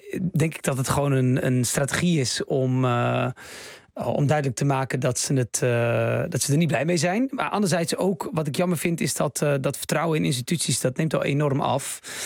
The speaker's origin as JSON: {"language": "Dutch", "town": "Bleiswijk", "region": "South Holland", "country": "Netherlands", "said": "Nogmaals, ik kom uit Blijswijk, enorm grote boerengemeenschap."}